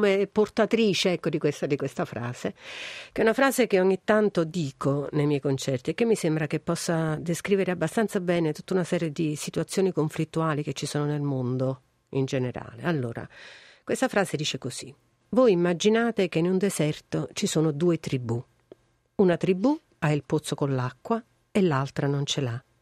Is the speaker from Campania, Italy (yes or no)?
yes; Naples, Campania, Italy; io sono una donna napoletana, sono una donna meridionale del sud, amo la mia terra